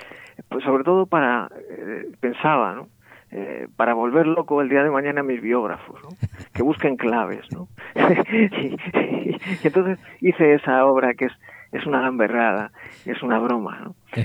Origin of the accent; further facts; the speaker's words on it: Madrid, Community of Madrid, Spain; yo soy de Madrid